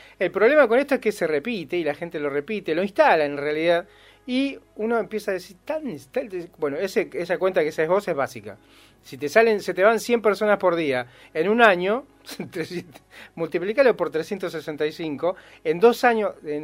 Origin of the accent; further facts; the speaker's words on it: Argentina; los argentinos para esta gente no somos negros africanos. Supuestamente para esta gente somos mejor, tenemos otro nivel.